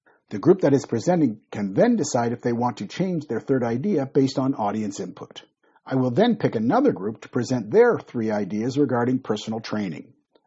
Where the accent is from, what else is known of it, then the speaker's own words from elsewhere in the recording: Toronto, Ontario, Canada; moved away as an adult; now in Malaysia; I am Canadian. I was born and grew up in Toronto. I have lived in Malaysia for more than 25 years. Malaysia is now my home.